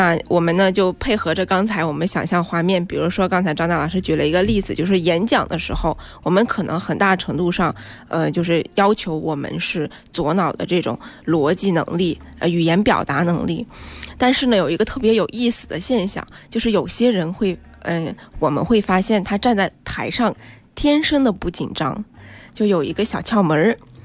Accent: China

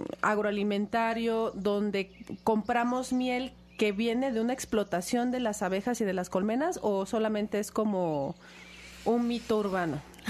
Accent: Mexico; que son nuestro patrimonio como mexicanos.

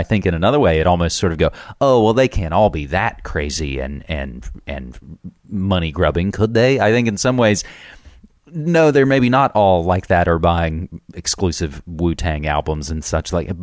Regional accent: West Virginia, United States; now in Portland, United States; I'm born and raised West Virginia boy. I've been in Portland, Oregon for over a decade now, but I'm from there and I go back and visit at least once a year.

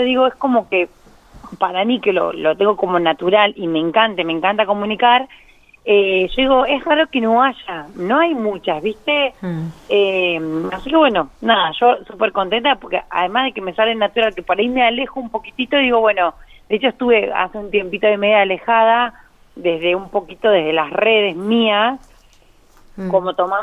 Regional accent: Intendente Alvear, La Pampa, Argentina; a mi pueblo, que yo soy de Intendente Alvear

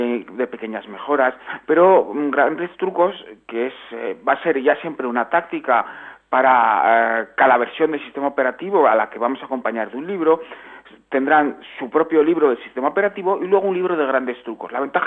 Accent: Aragon, Spain; yo soy aragonés y también se celebra en mi tierra este día como Día de la Región

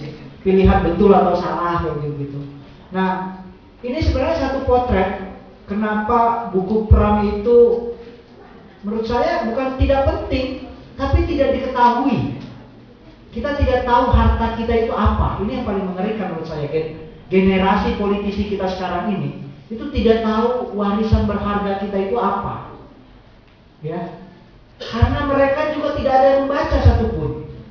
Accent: Jakarta, Indonesia; karena saya Betawi nggak bisa nggak minta merdeka.

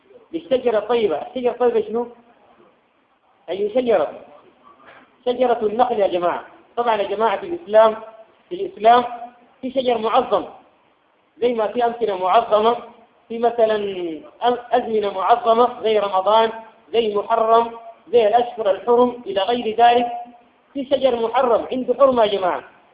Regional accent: Sudan; حتى الآن في بلادنا السودان ما يروح في كل مكان وإنما مناطق معينة

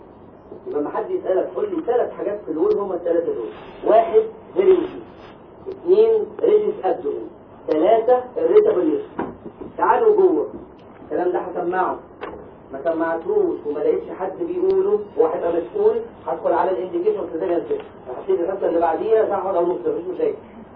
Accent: Egypt; ثالث خط احنا عندنا في مصر اذا بيبي اتولد قبل 32 اسبوع يعيش؟

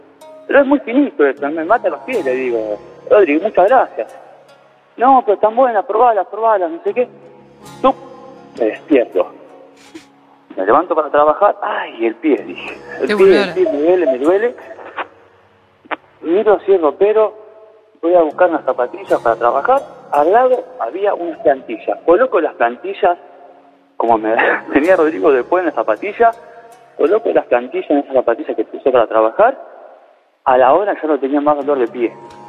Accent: Buenos Aires, Argentina; De acá, del Abasto.

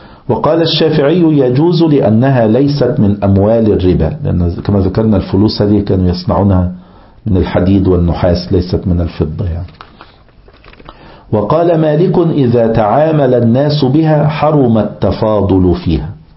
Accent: Egypt; كان مثلا عندنا في مصر وكذا كل شوية فئات العملة

